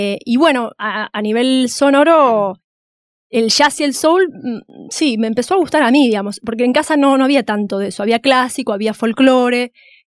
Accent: Villa Luro, Buenos Aires, Argentina; born there; Yo nací en Villaluro.

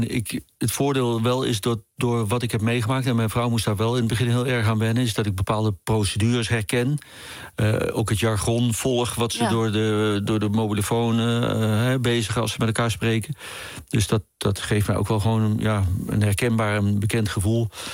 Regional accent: Eindhoven, North Brabant, Netherlands; also born or lived in Amsterdam; En ja, ik ben Amsterdammer, want ik ben daar geboren. En ik ben natuurlijk opgegroeid in Eindhoven.

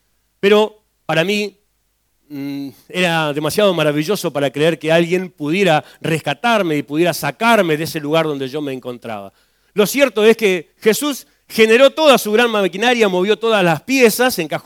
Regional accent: Las Heras, Santa Cruz, Argentina; en mi pueblo, un pueblo conocido por muchos, el pueblo de los suicidas del fin del mundo, yo vengo de Las Heras, Santa Cruz. Las Heras, Santa Cruz es un pueblito muy chiquitito, tenía en ese tiempo unos 14.000 habitantes

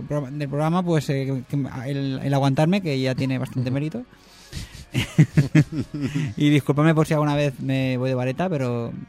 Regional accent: Cuenca, Castilla-La Mancha, Spain; Leo y yo somos de allí, de Cuenca.

